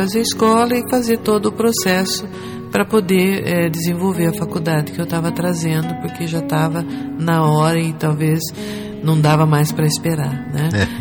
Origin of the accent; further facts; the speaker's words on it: Jacareí, São Paulo, Brazil; Eu sou daqui de Jacareí, eu sou daqui do Vale mesmo.